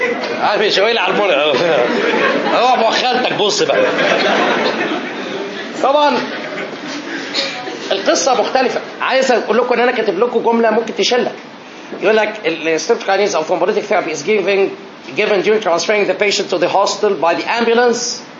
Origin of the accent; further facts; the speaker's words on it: Egypt; moved away as an adult; now in New York, United States; عشان جاي من مصر نفسي صعبت عليا بجد.